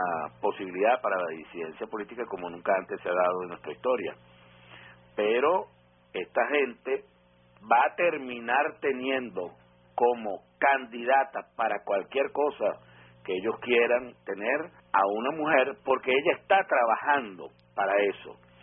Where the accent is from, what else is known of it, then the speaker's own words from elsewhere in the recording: Venezuela; da vergüenza como venezolano